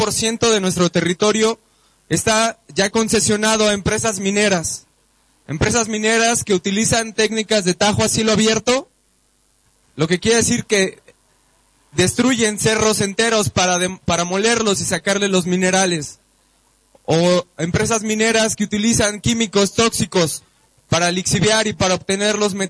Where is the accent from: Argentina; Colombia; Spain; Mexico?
Mexico; San Luis Potosí; vengo de San Luis Potosí